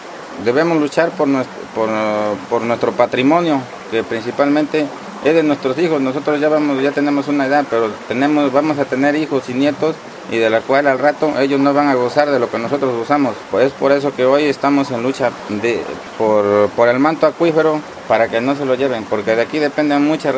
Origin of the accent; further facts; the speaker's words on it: Ojo de Agua, Veracruz, Mexico; Yo soy nativo de este pueblo, del pueblo de Ojo de Agua, Miguel Hidalgo, municipio de Amatlán de los Reyes.